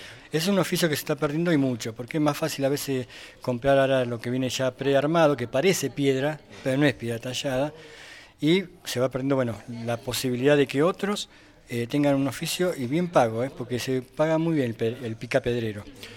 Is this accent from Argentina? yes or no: yes; Mar del Plata, Buenos Aires Province, Argentina; Ah, vengo desde el mar, Mar del Plata.